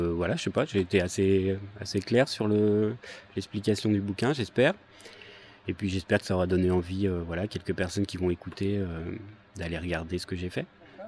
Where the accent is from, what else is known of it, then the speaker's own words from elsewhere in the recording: Dieppe, Normandy, France; now in Rouen, France; Moi, à l'origine, je suis de Dieppe, donc une petite ville pas loin de Rouen, sur la côte. Et puis, je suis venu à Rouen pour faire mes études. Donc oui, ça fait quelques années que je suis à Rouen.